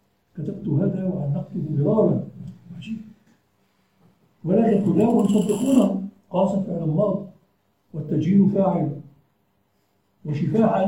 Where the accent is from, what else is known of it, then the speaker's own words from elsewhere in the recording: Aleppo, Aleppo Governorate, Syria; كان عندنا في حلب اساتذه من طلابه